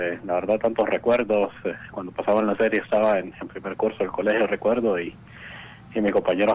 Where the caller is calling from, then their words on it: Tegucigalpa, Francisco Morazán, Honduras; ¿De qué? ¿De Tegucigalpa?